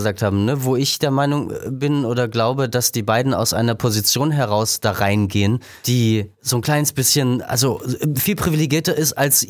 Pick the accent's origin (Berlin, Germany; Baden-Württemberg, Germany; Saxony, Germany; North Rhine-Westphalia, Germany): Saxony, Germany; ich bin aus Sachsen